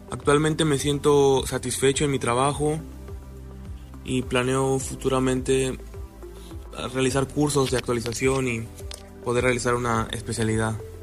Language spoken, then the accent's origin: Spanish; Tamaulipas, Mexico; now in Hamburg, Germany; soy originario de Tamaulipas y trabajo actualmente en un hospital en Hamburgo, una ciudad del norte de Alemania.